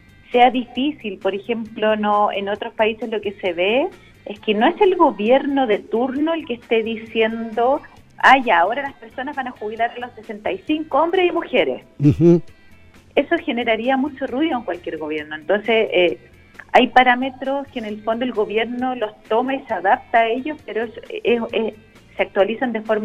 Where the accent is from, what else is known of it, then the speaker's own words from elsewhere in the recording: Chile; ¿cuál es nuestro proyecto país como chilenos para el largo plazo?